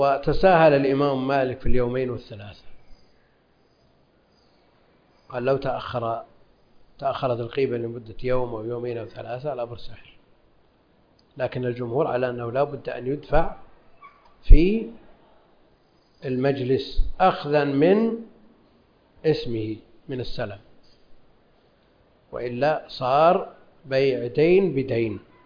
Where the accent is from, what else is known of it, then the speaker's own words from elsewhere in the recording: Najd, Saudi Arabia; هذا معروف عندنا في نجد يسمونه